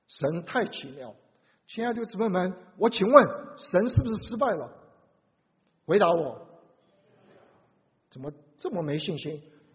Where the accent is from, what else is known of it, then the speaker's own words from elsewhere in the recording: Taiwan; 你们在座大部分都中国大陆来，我是台湾来的